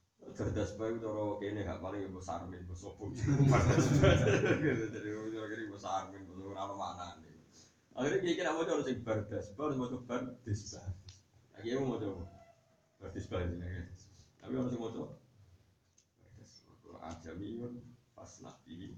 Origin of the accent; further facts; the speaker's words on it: Java, Indonesia; kita kan orang Jawa, ya ini orang Jawa